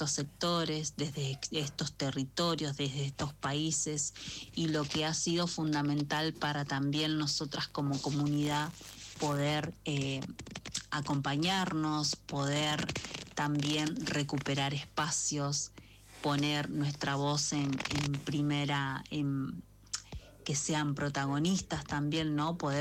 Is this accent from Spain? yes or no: no; Merlo, San Luis, Argentina; soy integrante de Trenza Raíz, comunidad de mujeres afroargentinas y afrodescendientes de Merlo San Luis